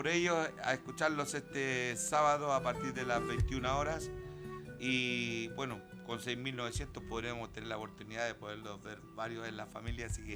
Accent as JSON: {"language": "Spanish", "region": "Santiago Metropolitan", "country": "Chile", "tie": "born or raised there", "said": "mi ex población, donde yo nací y me crié y jugué, que es la población Pedro Aguirre Cerda."}